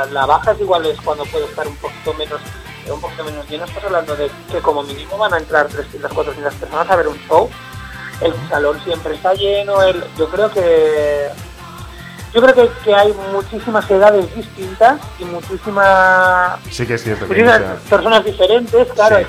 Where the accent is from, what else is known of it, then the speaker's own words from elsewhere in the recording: Tarragona, Catalonia, Spain; soy de Tarragona